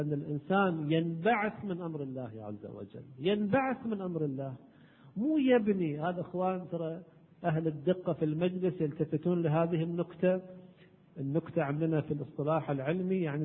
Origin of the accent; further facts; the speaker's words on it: Kuwait; على كل حال احنا عندنا بالكويت يقولون هذا الميدان شنو يا ميدان